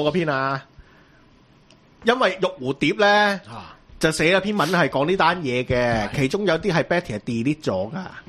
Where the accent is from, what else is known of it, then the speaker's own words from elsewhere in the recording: Hong Kong; 基本法我哋香港人冇份赞成。